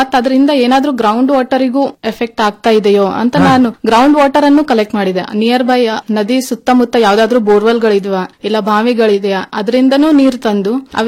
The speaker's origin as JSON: {"language": "Kannada", "region": "Karnataka", "country": "India", "tie": "born or raised there", "said": "ಮತ್ತು ನಾನು ಅದೇ ಪ್ರದೇಶದಲ್ಲಿ ಬೆಳೆದ್ ಬಂದವಳು"}